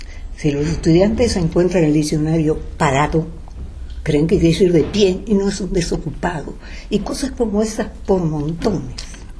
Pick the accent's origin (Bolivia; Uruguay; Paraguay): Uruguay; now in Mexico; Desde que salí de Uruguay me llamó mucho la atención las diferencias del español de una zona a otra. Y en México es notorio, muy notorio.